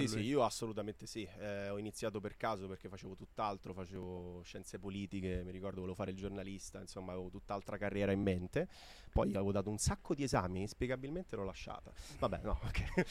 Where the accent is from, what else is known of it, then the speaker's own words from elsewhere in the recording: Messina, Sicily, Italy; nonostante siamo entrambi di Messina, nati e cresciuti qua